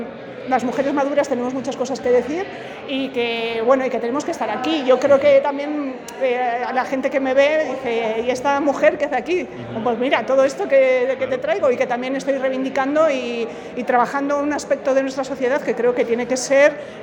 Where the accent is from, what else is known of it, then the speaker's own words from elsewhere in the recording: San Sebastián, Basque Country, Spain; es la primera vez que vengo a Madrid también. Ajá. Yo vengo de Donosti.